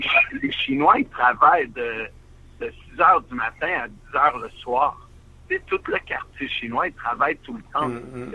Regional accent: Montreal, Quebec, Canada; j'ai grandi à Montréal, je suis de Montréal, mais j'ai vécu dans beaucoup de villes, comme vous savez, dans beaucoup de places.

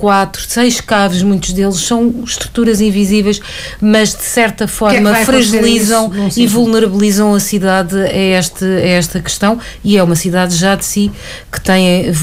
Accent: Lisbon, Portugal; eu que cresci em Benfica

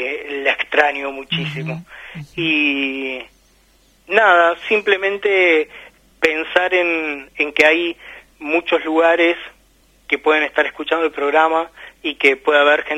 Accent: Hurlingham, Buenos Aires Province, Argentina; Sí, he nacido acá en Hurlingham, sí.

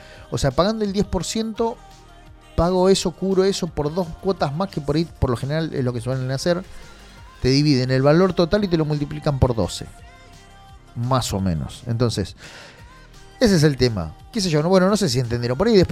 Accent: Argentina; Lo bueno que nosotros somos resilientes y la verdad que somos bastante, como argentinos digo, ¿no?

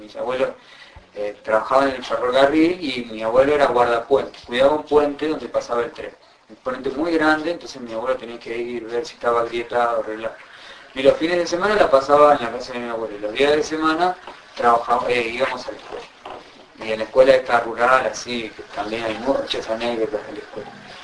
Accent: Alsina, Buenos Aires Province, Argentina; Y también soy de Argentina. Pero particularmente de un pueblo que se llama Alsina. Que es un pueblo muy chiquito, muy chiquito. Y bueno, ahí me crié

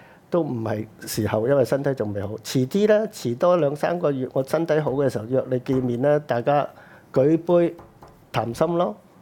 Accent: China; 我哋中國人，我係一個咧永族噶嘛。

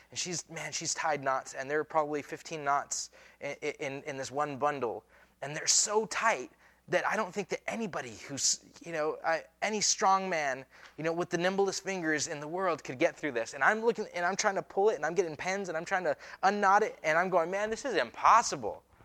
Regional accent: Pocatello, Idaho, United States; born there; I was born in Idaho. I was born in Pocatello, Idaho, right? I am a citizen of the United States by birth.

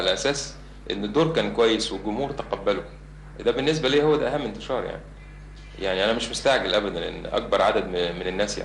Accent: Egypt

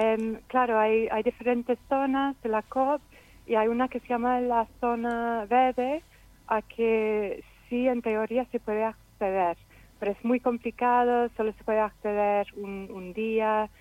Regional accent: England, United Kingdom; Spanish is a second language; now in Zaragoza, Spain; soy de Inglaterra, pero vivo en Zaragoza desde hace 5 años

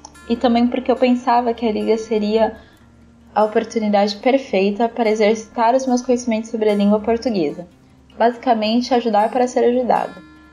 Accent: Mogi das Cruzes, São Paulo, Brazil; tenho 17 anos e sou de Mogi das Cruzes, São Paulo.

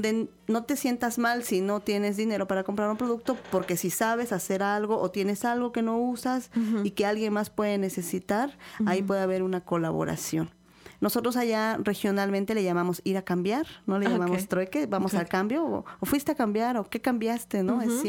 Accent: Ixhuatlán del Café, Veracruz, Mexico; yo vengo de Ixhuatlán del Café

